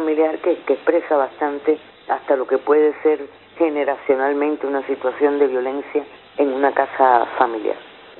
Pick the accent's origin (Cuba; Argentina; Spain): Cuba; soy cubana, soy actriz